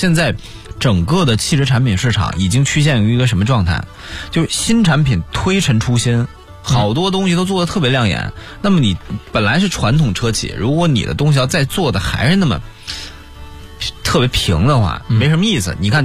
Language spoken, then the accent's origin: Chinese; Northeast China, China; 我觉得我老家东北的，我多多少少有点发言权。其实我们东北人啊